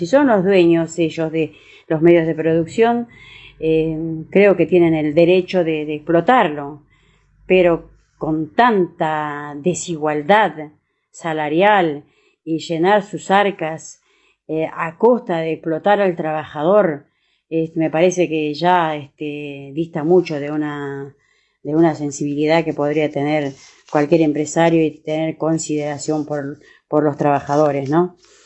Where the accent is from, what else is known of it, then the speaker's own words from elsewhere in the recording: Argentina; y nosotros como Argentina, como país